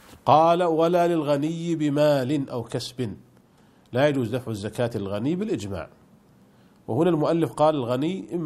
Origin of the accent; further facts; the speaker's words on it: Saudi Arabia; عندنا في المملكة العربية السعودية الضمان الاجتماعي